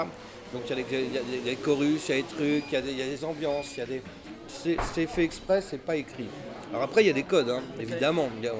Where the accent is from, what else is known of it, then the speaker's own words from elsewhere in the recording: Paris, Île-de-France, France; Moi, je suis français, parisien.